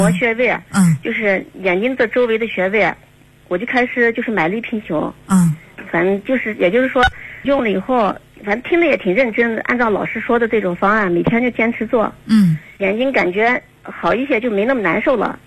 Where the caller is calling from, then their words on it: Xinjiang, China; 我是新疆的朋友，48岁